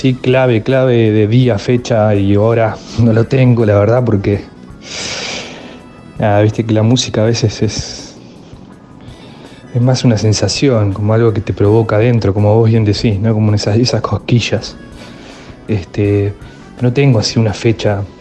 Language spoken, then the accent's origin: Spanish; Luis Beltrán, Río Negro, Argentina; also born or lived in Viedma; Bueno, soy nacido en Viedma, Río Negro, soy vietmense. Nací ahí. Luego de, digamos, en la primaria, la escuela primaria, cuando empecé primer grado, a mi viejo lo trasladaron en su laburo a un pueblo hermoso